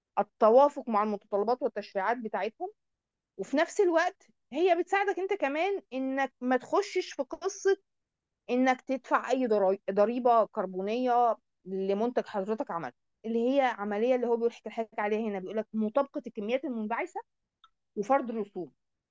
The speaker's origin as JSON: {"language": "Arabic", "country": "Egypt", "said": "وبالتالي بقى في عندنا في مصر الحمد لله جهه بتمنح الكلام ده"}